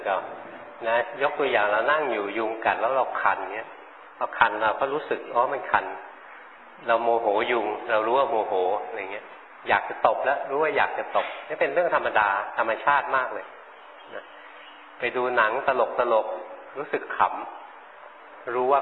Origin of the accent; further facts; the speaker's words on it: Bangkok, Thailand; เราคนกรุงเทพไม่เคยเห็นหลวงพ่อเห็นนกมาหลวงพ่อก็ไปถามชาวบ้าน